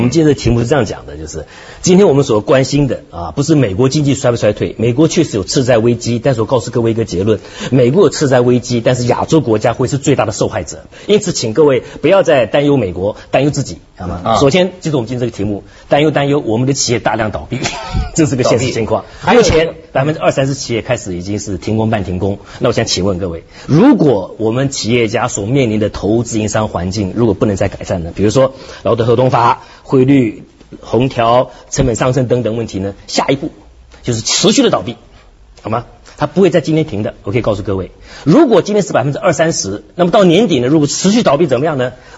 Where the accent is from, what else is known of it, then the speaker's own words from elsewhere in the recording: Hong Kong; 虽然我们香港人只炒楼炒股